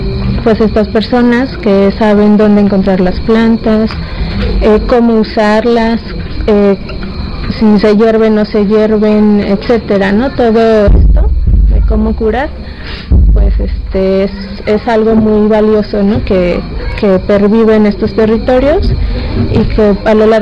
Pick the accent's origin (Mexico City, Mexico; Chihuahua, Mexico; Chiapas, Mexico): Mexico City, Mexico; vengo de la Ciudad de México, de una colonia que se llama San Juan de Aragón.